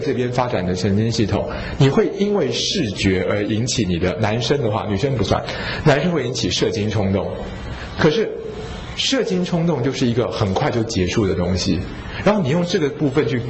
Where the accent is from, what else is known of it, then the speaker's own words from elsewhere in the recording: Taiwan; 但是我觉得作为一个台湾人哦，大部分的时候我们都会败给恐惧